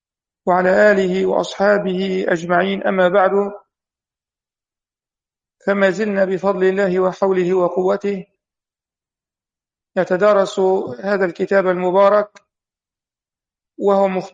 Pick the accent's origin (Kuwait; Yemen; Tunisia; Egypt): Egypt; وهي إحدى الدور عندنا في مصر